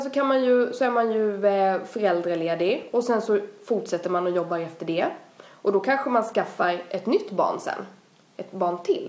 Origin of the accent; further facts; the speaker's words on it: Växjö, Kronoberg County, Sweden; Kommer man från Växjö där vi kommer ifrån så skulle man kunna flytta till Göteborg, Malmö, Stockholm...